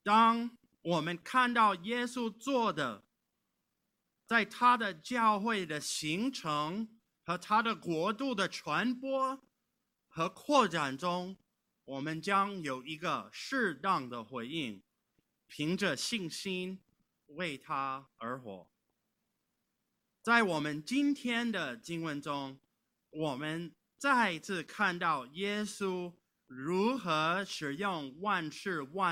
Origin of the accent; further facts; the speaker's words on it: California, United States; Chinese is a second language; 或者像我是来自加利福尼亚州，我们有一个4421米高的魏特尼山